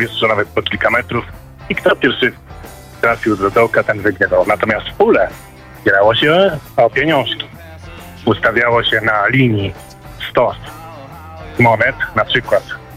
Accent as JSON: {"language": "Polish", "town": "Kraków", "region": "Lesser Poland", "country": "Poland", "said": "a pochodzę z Krakowa."}